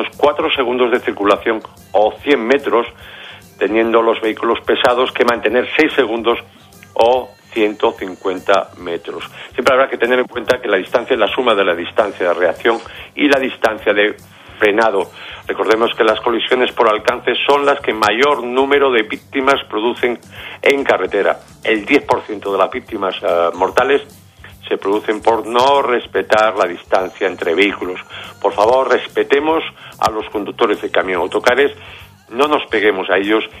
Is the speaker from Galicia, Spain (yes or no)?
yes; Noia, Galicia, Spain; En mi tierra natal, en el Museo del Mar de Noia, La Coruña